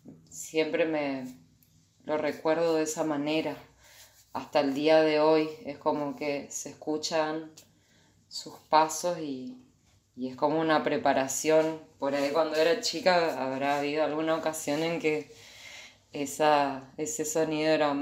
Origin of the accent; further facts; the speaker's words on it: Corrientes, Argentina; Yo soy de Corrientes Capital, nací y me crié allá.